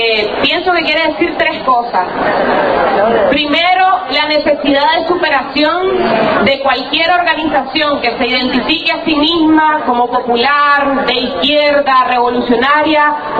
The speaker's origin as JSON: {"language": "Spanish", "country": "Nicaragua", "lives_now": "Argentina", "said": "Yo soy nicaragüense, popularmente conocida en Argentina como …."}